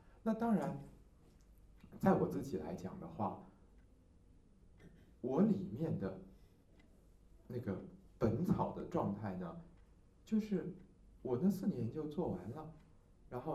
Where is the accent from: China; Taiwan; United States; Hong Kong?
Taiwan; 就像是我们台湾人也曾经有过所谓的考试拿中医执照的年代